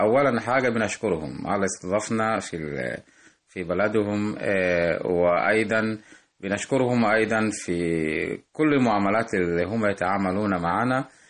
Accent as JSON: {"language": "Arabic", "country": "Tanzania", "said": "من تنزانيا"}